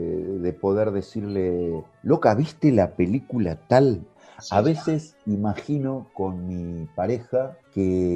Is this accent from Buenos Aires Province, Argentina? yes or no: yes; La Plata, Buenos Aires Province, Argentina; esto ocurrió en La Plata, en mi ciudad natal